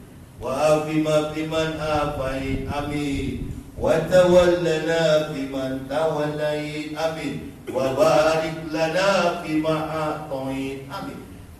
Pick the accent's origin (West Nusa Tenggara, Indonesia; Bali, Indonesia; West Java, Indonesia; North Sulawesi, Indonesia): North Sulawesi, Indonesia; Manado; born there; Manado tempat kelahiran saya nggak pernah tuh datang tsunami.